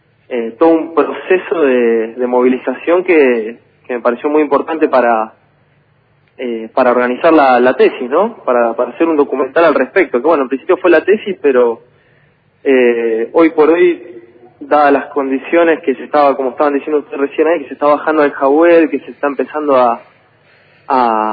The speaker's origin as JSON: {"language": "Spanish", "town": "Choele Choel", "region": "Río Negro", "country": "Argentina", "tie": "born or raised there", "moved": "yes", "said": "yo soy oriundo de Chuelechuel"}